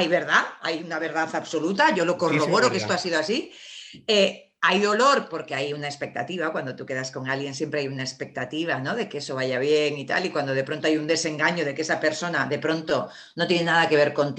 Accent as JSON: {"language": "Spanish", "region": "Basque Country", "country": "Spain", "said": "Hombre, no, que tú y yo somos vascos, ahí no se queda nada."}